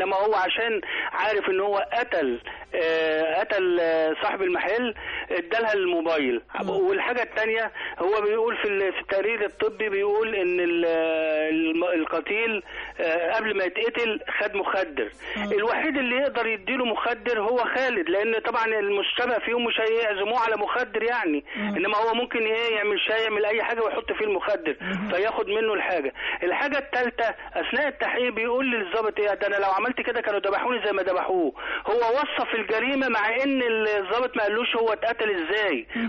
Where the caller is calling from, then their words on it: Qalyubia, Egypt; من القليوبيه ان شاء الله